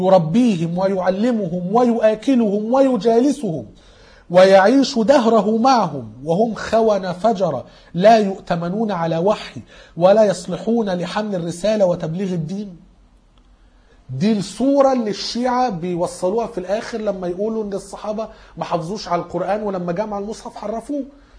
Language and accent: Arabic; Egypt; احنا كمصريين